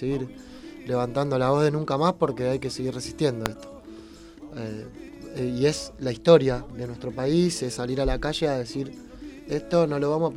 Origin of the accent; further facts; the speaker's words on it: Buenos Aires, Argentina; Pero también somos de Devoto porque nacimos en Devoto y lo tenemos ahí al ladito.